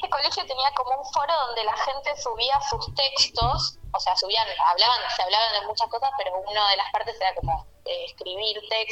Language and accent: Spanish; Buenos Aires, Argentina; Yo soy de Buenos Aires, soy del barrio de Villaluro.